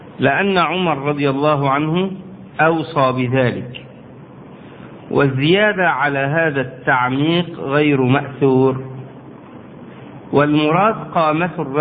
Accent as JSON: {"language": "Arabic", "country": "Egypt", "said": "يعني عندنا في مصر بنعمل كده، الحفرة بتبقى في هذا العمق يعني"}